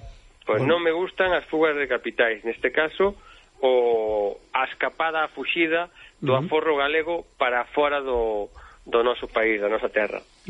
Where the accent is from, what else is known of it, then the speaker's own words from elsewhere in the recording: Catalonia, Spain; anem para feina, como dimos cataláns.